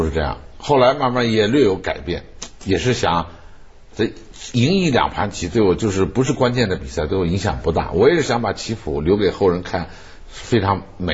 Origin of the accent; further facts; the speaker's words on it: Beijing, China; 这个就是我从小的时候在北京待那么长时间，都见的是小胡同。